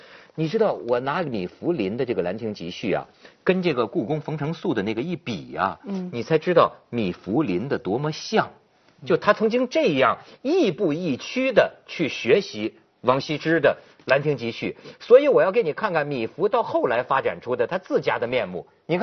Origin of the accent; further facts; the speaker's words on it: China; 就是咱们是中国人，咱们的祖宗几千年从甲骨文到金文